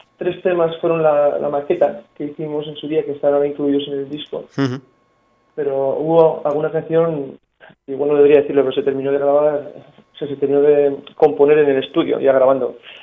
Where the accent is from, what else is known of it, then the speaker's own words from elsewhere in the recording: Navarre, Spain; Somos navarros, sí, exactamente.